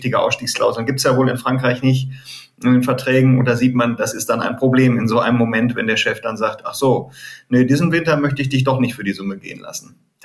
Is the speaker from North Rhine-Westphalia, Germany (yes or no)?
yes; Leichlingen, North Rhine-Westphalia, Germany; Köln nicht ganz richtig, ne? Leichlingen ist meine Heimat.